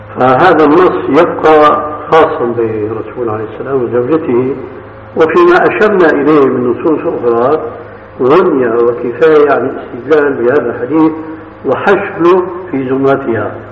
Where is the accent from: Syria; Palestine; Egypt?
Syria; فهو كاسم الستار الذي يتسمى به بعض الناس عندنا في سوريا